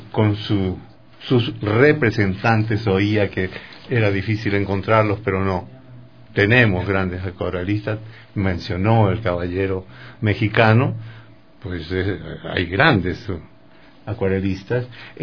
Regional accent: Chile; now in Ecuador; a mí me aceptaron siendo chileno, ¿no?

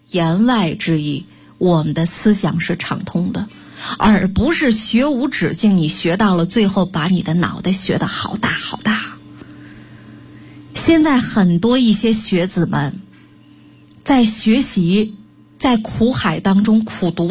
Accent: Northeast China, China; 就是我们东北话来说是这个黑瞎子掰苞米一样

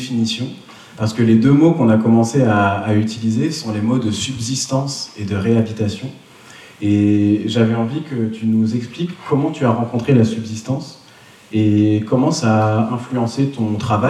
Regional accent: Normandy, France; Donc je suis normand d'origine

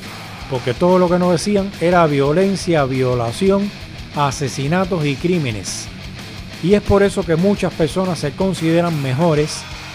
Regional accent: Cuba; moved away as an adult; now in Spain; en mi país como Cuba, en países como España donde vivo ahora

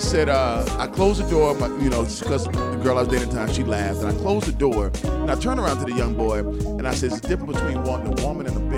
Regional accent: Birmingham, Alabama, United States; I'm from Birmingham, Alabama. That's

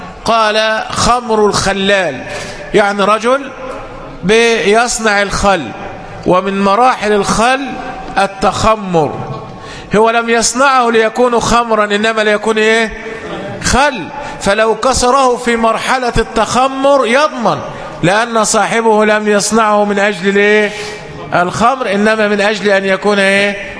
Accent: Egypt; طبعا قد يكون عندنا في مصر لأننا نحكم بالقانون الوضعي

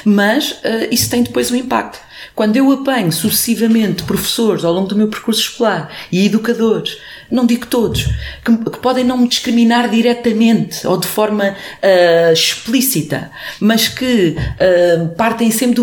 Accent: Portugal; born there; Bem, eu nasci em Portugal

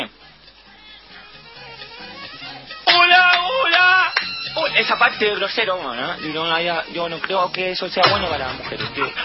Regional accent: Chile; No, yo soy chileno. Estoy creído acá. Criado acá.

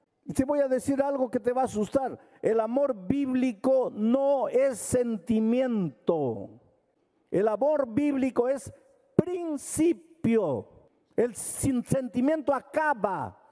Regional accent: Jauja, Junín, Peru; Yo vengo de Jauja.

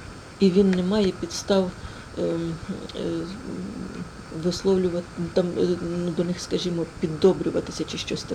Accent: Luhansk Oblast, Ukraine; в нас на Луганщині, я з Луганщини

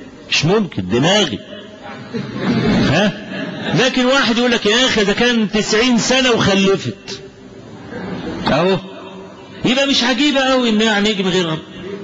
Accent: Kafr El Sheikh Governorate, Egypt; وبكل أسف قلدهم بعض الشباب الصغير في بعض المراكز عندنا في كفر الشيخ.

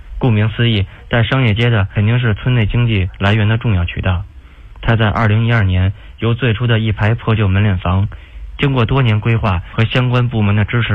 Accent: Dianchang Village, Beijing, China; 最美乡村之印象电厂村，我是一个90后，也是一个土生土长的电厂村村民，退伍回来分配到了村委会工作。

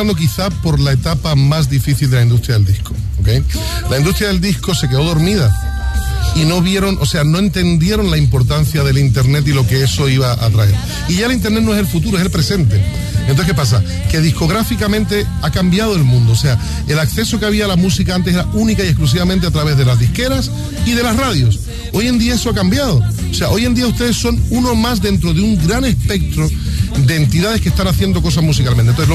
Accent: Puerto Rico; born there; accent: Spanish; Pues aunque tengo acento español, yo nací en Puerto Rico.

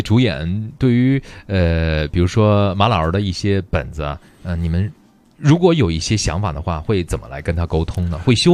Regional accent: Beijing, China; 刚刚接触咱们北京人的时候呢

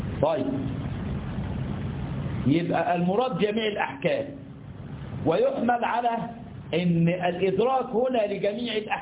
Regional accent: Egypt; إحنا عندنا في مصر بنسميه ترزي، في اللغة بيسمى قصار

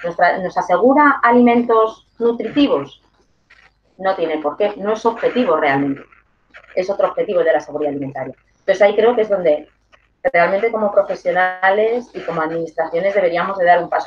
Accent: Community of Madrid, Spain; Yo soy de la Comunidad de Madrid, que es donde me muevo.

